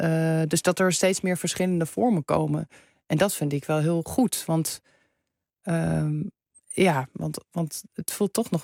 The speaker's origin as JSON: {"language": "Dutch", "town": "Amsterdam", "region": "North Holland", "country": "Netherlands", "tie": "born or raised there", "said": "Terwijl ik ben in Amsterdam opgegroeid, moet je nagaan."}